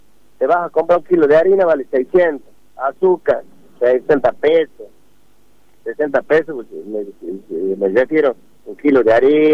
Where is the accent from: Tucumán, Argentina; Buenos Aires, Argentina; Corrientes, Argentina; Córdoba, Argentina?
Tucumán, Argentina; Alberdi; Yo soy del pueblo de Alberdi